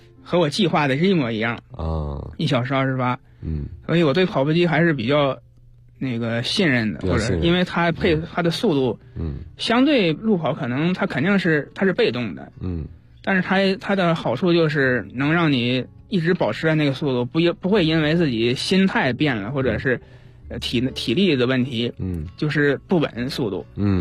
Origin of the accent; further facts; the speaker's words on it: Inner Mongolia, China; 我回了，我在那个内蒙长大的，我回了内蒙